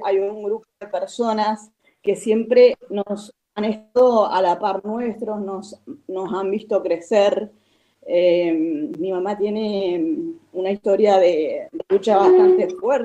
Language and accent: Spanish; El Bolsón, Río Negro, Argentina; Y regreso a Bolsón, que es de donde soy.